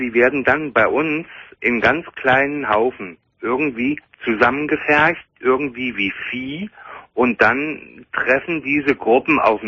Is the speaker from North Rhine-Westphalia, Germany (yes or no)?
no; Hesse, Germany; Ich komme aus Hessen und zwar aus Nordhessen